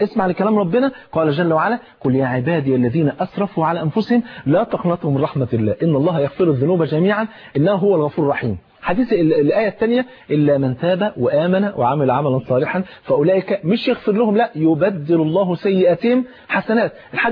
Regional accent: Egypt; زي بيقولوا يعني في المثل عندنا في مصر

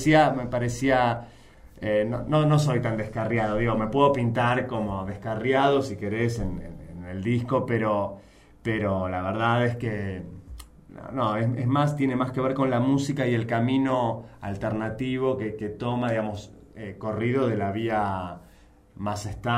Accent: Buenos Aires, Argentina; Sí, argentinísimo, de Chacarita.

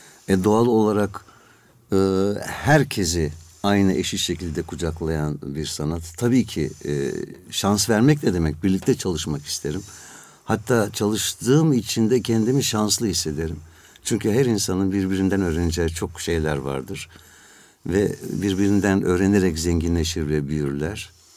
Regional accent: Antalya, Turkey; now in Istanbul, Turkey; 1959 yılında Antalya'da doğdum. Liseyi, ilkokulu, ortaokulu Antalya'da bitirdim. Sonra İstanbul Devlet Konservatuarı'na girdim.

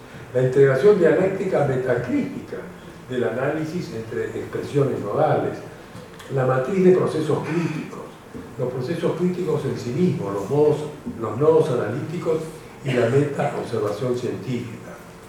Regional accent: Argentina; Los que somos de Argentina sabemos lo que nos está pasando con el dengue en este momento.

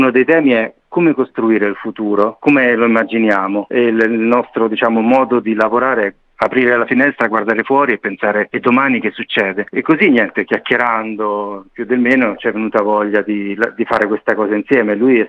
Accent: Lazio, Italy; Siamo tutti di un gruppo, diciamo, formato intorno ai castelli romani, ma eravamo tutti, come si dice qui, dei burini. Siamo cresciuti fuori Roma

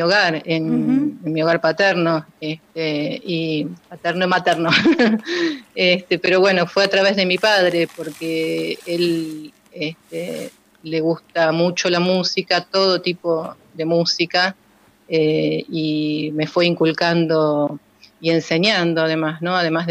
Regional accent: La Plata, Buenos Aires Province, Argentina; y criada en un barrio, ¿no? En un barrio que se llama El Retiro, en las afueras de La Plata.

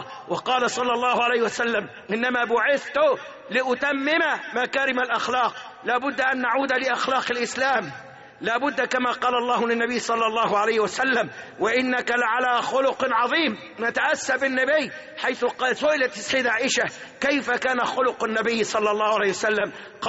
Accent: Egypt; اللهم احفظ بلادنا مصر

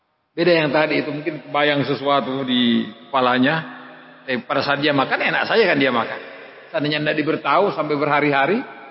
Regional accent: Indonesia; Kita ini dari Indonesia

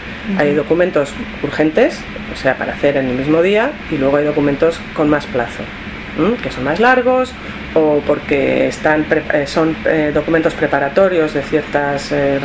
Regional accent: Madrid, Community of Madrid, Spain; llegué en 1993. Soy de España, de Madrid. Estudié en la Universidad Complutense cuando las carreras de traducción no existían

